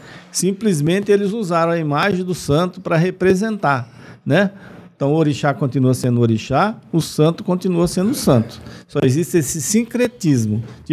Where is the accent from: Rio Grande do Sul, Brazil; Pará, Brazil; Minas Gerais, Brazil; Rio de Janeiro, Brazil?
Pará, Brazil; Belém; em Belém do Pará, minha terra natal, com mais de 2 milhões de devotos